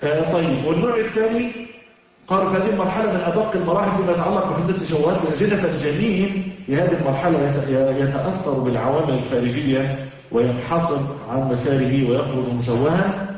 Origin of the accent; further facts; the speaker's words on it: Egypt; now in United States; وعلى فكرة احنا عندنا في مصر العسل المغشوش